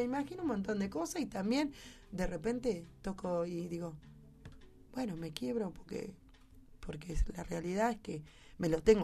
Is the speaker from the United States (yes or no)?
no; Buenos Aires, Argentina; yo me crié en Villa Lugano. Mi mamá me trajo a los 6 meses y de ahí me crié, sé cómo son las cosas, cómo se vive.